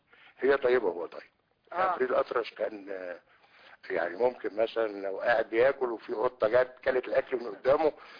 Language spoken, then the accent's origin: Arabic; Alexandria, Alexandria Governorate, Egypt; كان بيجي لنا اسكندرية في فترة ثقافة الحرية وأنا اسكندراني وكنت بروح هناك